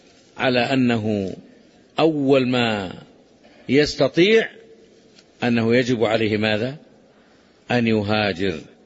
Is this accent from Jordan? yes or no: no; Saudi Arabia; لا يفرقون بين بلادنا المملكة العربية السعودية التي تقيم شرع الله وبين غيرها